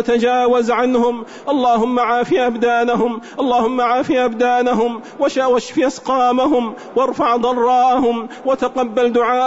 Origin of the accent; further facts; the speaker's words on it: Saudi Arabia; اللهم احفظ بلادنا المملكة العربية السعودية